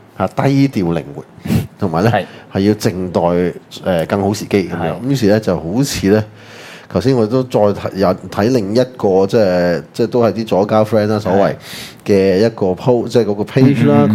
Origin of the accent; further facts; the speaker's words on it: Hong Kong; 小個我已經覺得自己是香港人了、從來沒有中國人這回事的